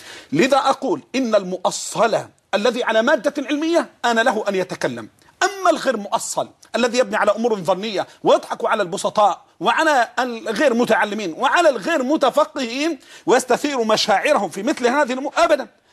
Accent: Egypt; احنا عندنا في السواد الاعظم عندنا في مصر بطالة اختيارية

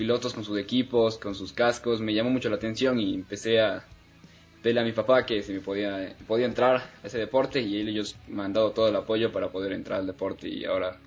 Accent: Ecuador; born there; nací en Ecuador y actualmente me estoy dedicando al kartismo profesional.

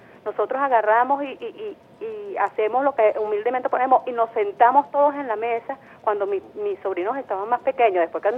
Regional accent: Venezuela; como somos todas las venezolanas

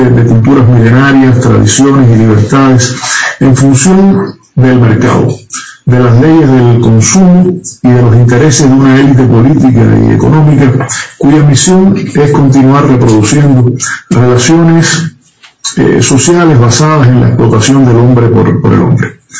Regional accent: Cuba; Como cubanos revolucionarios, pues sentimos el sano orgullo

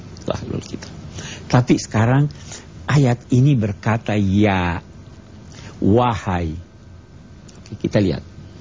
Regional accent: Makassar, South Sulawesi, Indonesia; Ini kampung saya.

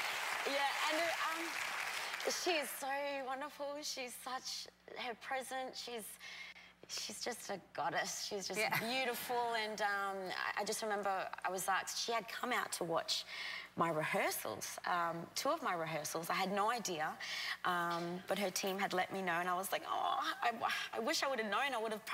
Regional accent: Darwin, Northern Territory, Australia; I am from Darwin. I grew up, it's a small town.

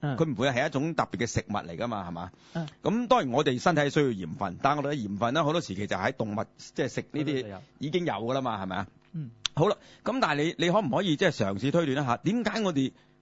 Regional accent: China; 原来除咗我哋中国人有咸鱼咧

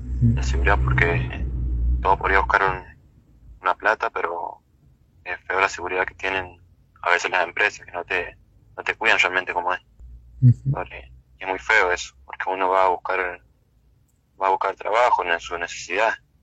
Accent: La Dormida, Mendoza, Argentina; nosotros somos de Mendoza, Santa Rosa, La Dormida.

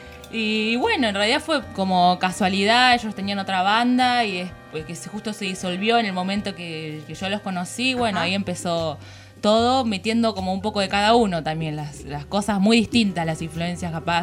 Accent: La Plata, Buenos Aires Province, Argentina; Sí, así es, somos acá de La Plata

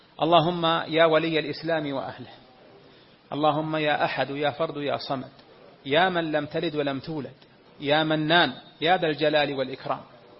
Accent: Saudi Arabia; بلدنا المملكة العربية السعودية ما زال فيها الحمد لله كوكبة من أهل العلم

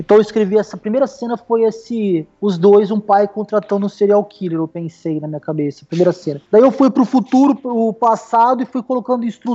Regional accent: Ribeirão Preto, São Paulo, Brazil; Eu, na verdade, eu sou de Ribeirão Preto

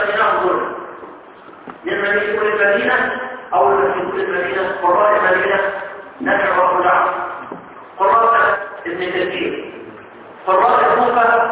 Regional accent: Egypt; احنا احنا كمصريين

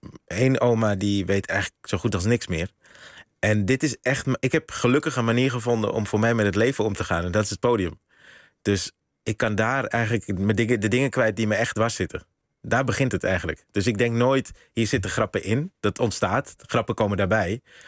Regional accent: Netherlands; Ik ben eigenlijk hier opgegroeid in Nederland zonder dat ik die oma's vaak zag.

